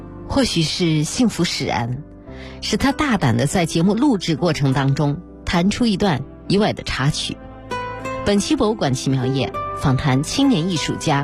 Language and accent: Chinese; North China, China; 我特别小70年代的时候去农村，那是我外婆家里边，姥姥家里边，我们是北方人嘛